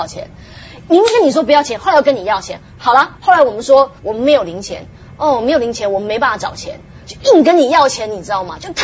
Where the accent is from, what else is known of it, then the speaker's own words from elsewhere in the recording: China; 但可能因为我是中国人，他们看我这个看起来是同样的人